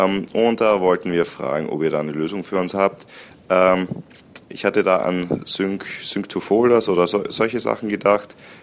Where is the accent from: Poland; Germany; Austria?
Austria; moved away; wenn wir nach Österreich in meine alte Heimat fahren, so 5 bis 6 Stunden